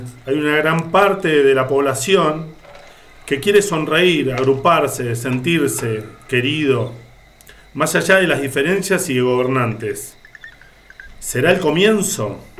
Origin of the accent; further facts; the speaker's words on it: San Miguel, Buenos Aires Province, Argentina; Desde que soy muy chico vi esto, gracias a mi madre. Soy del partido de San Miguel, ahí hay un asentamiento